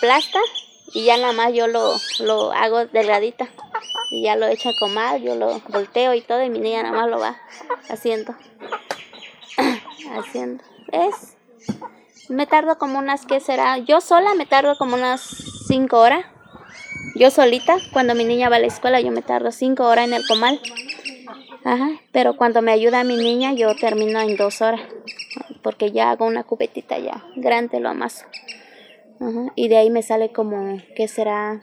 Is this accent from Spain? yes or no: no; Santa María Jicaltepec, Oaxaca, Mexico; y pues aquí soy de Santa María Jicaltepec.